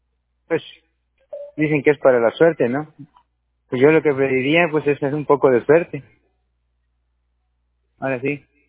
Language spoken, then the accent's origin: Spanish; Tierra Blanca, Veracruz, Mexico; born there; now in Córdoba, Mexico; Así es, nací en Tierra Blanca.